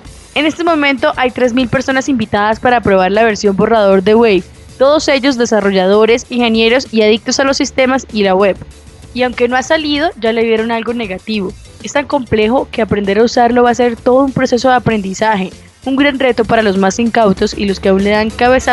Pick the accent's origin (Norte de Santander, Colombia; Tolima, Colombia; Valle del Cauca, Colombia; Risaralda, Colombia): Norte de Santander, Colombia; Cúcuta; now in Bogotá, Colombia; Yo soy de Cúcuta, mi familia es de Salazar, pero estudié en Bucaramanga periodismo